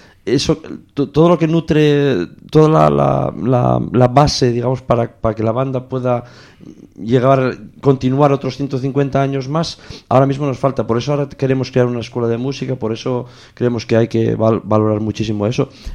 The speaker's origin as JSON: {"language": "Spanish", "town": "Vimenes", "region": "Asturias", "country": "Spain", "said": "En realidad yo soy de Vimenes."}